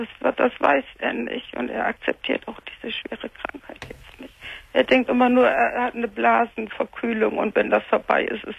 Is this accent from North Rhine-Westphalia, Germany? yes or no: yes; Cologne, North Rhine-Westphalia, Germany; born there; ich bin in Köln einarmig geboren worden.